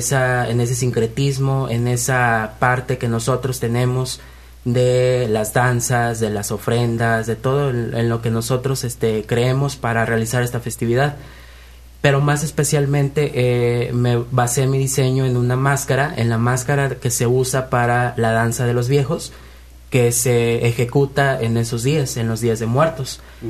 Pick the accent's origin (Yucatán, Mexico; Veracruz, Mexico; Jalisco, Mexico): Veracruz, Mexico; Tempoal; Yo soy del norte de Veracruz, de la Huasteca Veracruzana, del municipio de Tempoal, para ser más específico.